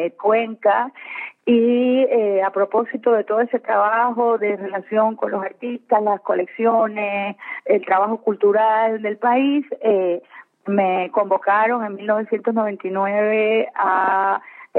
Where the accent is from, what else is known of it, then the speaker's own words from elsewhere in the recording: Cuba; moved away as an adult; now in Ecuador; Bueno, mire, yo soy cubana de origen. Vine a este país hace 22 años